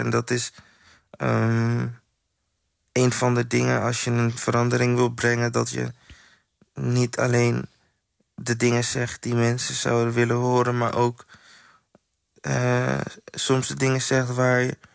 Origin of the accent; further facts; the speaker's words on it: Suriname; hier kom ik vandaan. Ik ben gemaakt uit krijgers en overwinnaars en niet uit slachtoffers. En zo ga ik ook nu kijken naar mezelf en mijn Surinaamse zwarte broers